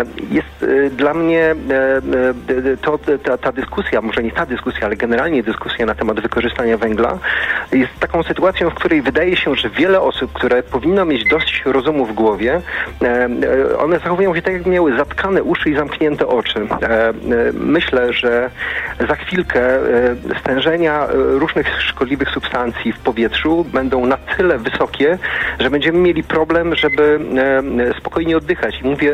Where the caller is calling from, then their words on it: Katowice, Silesian Voivodeship, Poland; Telefonuję do państwa z Katowic. Może ciekawostką jest to, że pochodzę z takiej tradycyjnej śląskiej rodziny.